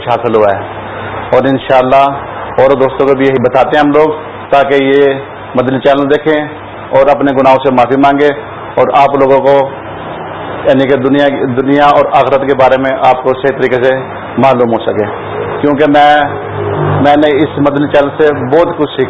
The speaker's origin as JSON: {"language": "Urdu", "town": "Multan", "region": "Punjab", "country": "Pakistan", "said": "میرا تعلق احسن گری سے ہے اور پاکستان ملتان شہر سے ہے، اور میں عرصے سے یہاں پر مقیم ہوں،"}